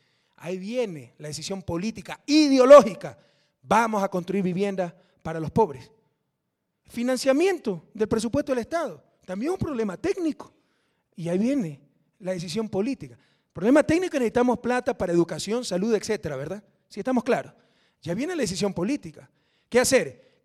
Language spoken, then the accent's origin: Spanish; Guayaquil, Guayas, Ecuador; que lanzaremos desde mi ciudad natal el 2 de julio desde Guayaquil.